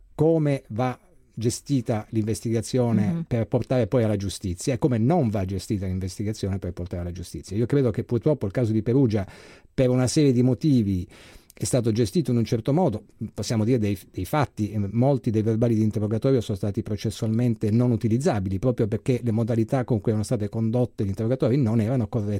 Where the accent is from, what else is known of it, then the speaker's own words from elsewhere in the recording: Tripoli, Tripoli District, Libya; io sono nato e cresciuto in Libia. La Libia, Tripoli, era un posto molto tranquillo